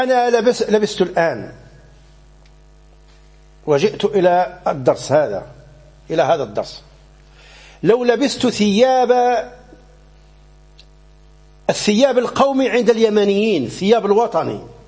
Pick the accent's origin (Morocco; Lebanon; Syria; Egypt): Morocco; فمثلا عندنا في المغرب